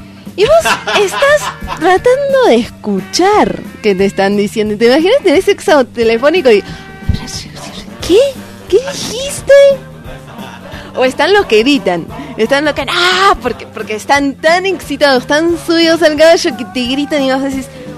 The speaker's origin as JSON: {"language": "Spanish", "country": "Argentina", "said": "No, estos son británicos, yo soy argentina."}